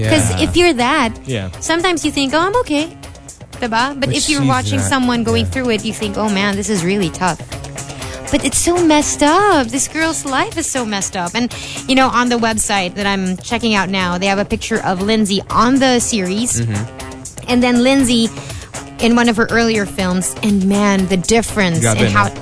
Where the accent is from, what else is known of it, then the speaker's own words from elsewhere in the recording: Philippines; I'm Filipina through and through.